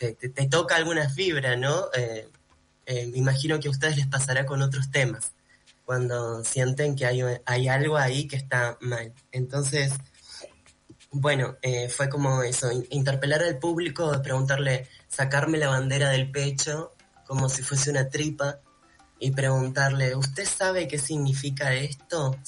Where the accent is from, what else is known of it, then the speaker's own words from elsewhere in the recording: Lima, Peru; yo vengo de una familia andina, me crié en Perú, mi familia es de Sicuani, de un pueblito del Cusco